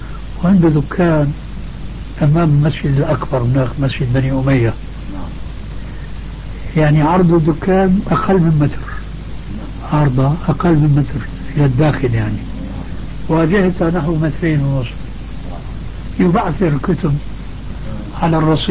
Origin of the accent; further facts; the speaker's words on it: Syria; وبلطو سيرة أيضا يقولوه عندنا في الشام